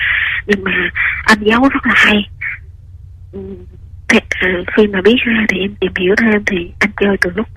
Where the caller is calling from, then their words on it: Ninh Thuận, Vietnam; Em gọi tới từ Ninh Thuận.